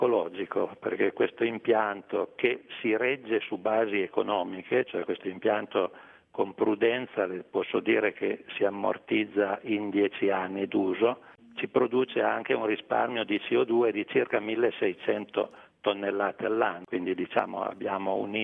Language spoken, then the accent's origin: Italian; Piedmont, Italy; accent: Piedmontese; come temo si senta dall'accento, siamo piemontesi di origine.